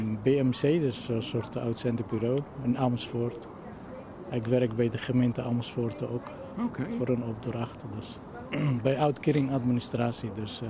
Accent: Egypt; Dutch is a second language; now in Netherlands; Ik kom oorspronkelijk uit Egypte.

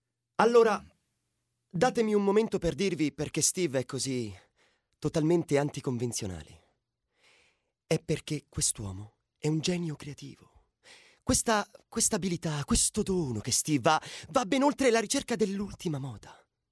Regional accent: Bergamo, Lombardy, Italy; vengo da Bergamo.

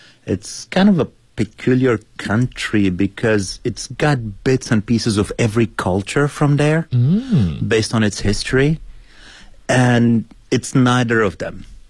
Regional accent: Casablanca, Casablanca-Settat, Morocco; which has done amazing for my hometown of Casablanca, was not shot in Morocco

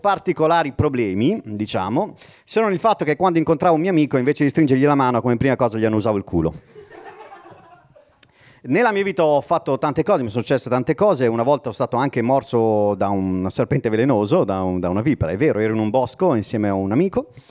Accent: Bologna, Emilia-Romagna, Italy; born there; io sono nato a Bologna, quindi Andrea ha citato Bologna, io in effetti sono nato a Bologna.

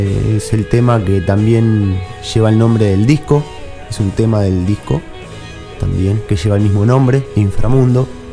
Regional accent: Chascomús, Buenos Aires Province, Argentina; also born or lived in Villa de Merlo, San Luis; en principio soy un poco de Chascomús y un poco de Villa de Merlo también, que me tomó, me adoptó a los 16, 17 hasta los 25, donde me formó de muchísimas cosas, igual que Chascomús. Que es un lugar muy sano, muy natural también.

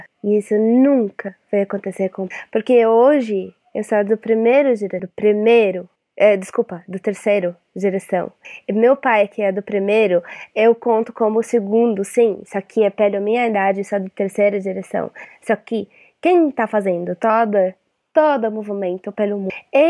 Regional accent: Palestine; Portuguese is a second language; also born or lived in Syria; now in Brazil; eu sou da Palestina, nascida da Síria, moro aqui no Brasil. Saí da Síria ilegalmente.

